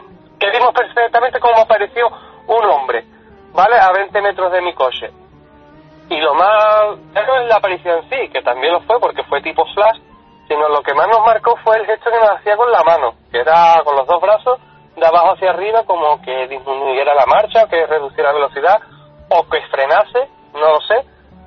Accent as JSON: {"language": "Spanish", "town": "Algeciras", "region": "Andalusia", "country": "Spain", "said": "yo soy de Algeciras, y de Algeciras a Olvera y hay un caminito"}